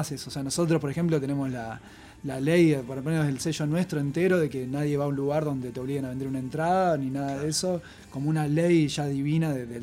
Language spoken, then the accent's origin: Spanish; Pergamino, Buenos Aires Province, Argentina; nosotros somos de Pergamino